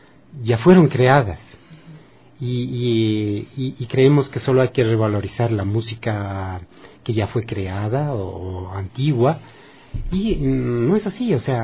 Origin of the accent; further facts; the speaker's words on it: Ecuador; nos convendrá mejor como ecuatorianos.